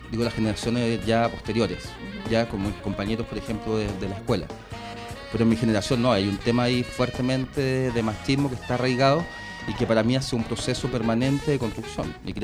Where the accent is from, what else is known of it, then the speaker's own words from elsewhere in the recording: Ñuñoa, Santiago Metropolitan Region, Chile; born there; No, les comentaba, yo nací en Ñuñoa y me vine por un tema...